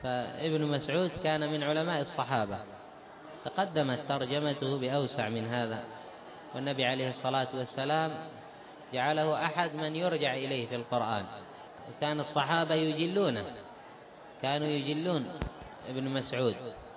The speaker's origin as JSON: {"language": "Arabic", "country": "Yemen", "said": "أما عندنا في اليمن"}